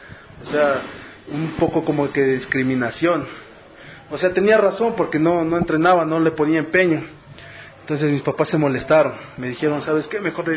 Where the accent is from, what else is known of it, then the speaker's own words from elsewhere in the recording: Carchi, Ecuador; born there; yo nací en la provincia de Carchi, justamente el 4 de septiembre de 1992. … Viví cerca de 6 años en lo que es la provincia de Carchi.